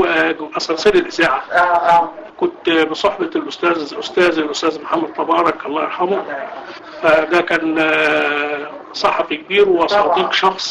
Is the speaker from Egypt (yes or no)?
yes; Egypt; فكان صاحب الفندق لما عرف ان احنا مصريين